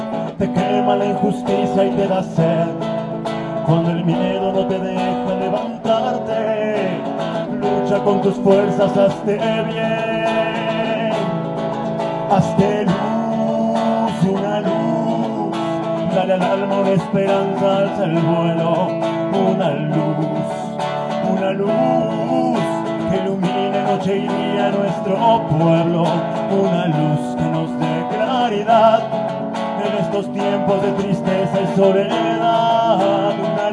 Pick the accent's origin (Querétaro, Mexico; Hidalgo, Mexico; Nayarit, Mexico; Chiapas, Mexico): Querétaro, Mexico; Vengo desde Querétaro.